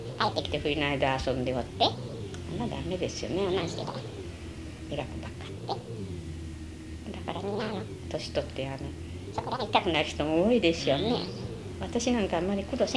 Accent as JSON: {"language": "Japanese", "country": "United States", "tie": "born or raised there", "said": "アメリカで育ったから"}